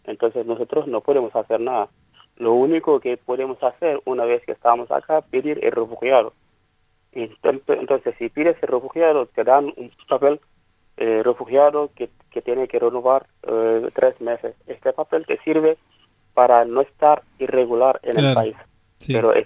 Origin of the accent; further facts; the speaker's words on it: Senegal; now in Argentina; a nosotros, la comunidad senegalesa, estamos igual como los bolivianos, los colombianos o los venezolanos, que son del Mercosur, que una vez que están acá en Argentina